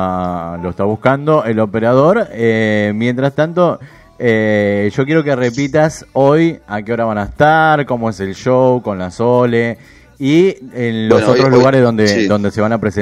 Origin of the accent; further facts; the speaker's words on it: Buenos Aires, Argentina; Soy de acá de Buenos Aires, pero me gusta Córdoba.